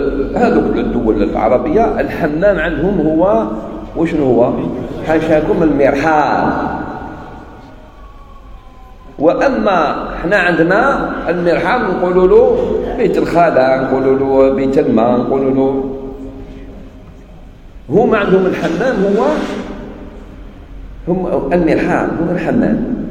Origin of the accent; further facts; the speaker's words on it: Algeria; احنا عندنا في الجزائر والمغرب تونس في الغالب كي نقولوا صلاة الفجر نقصدوا بها السنة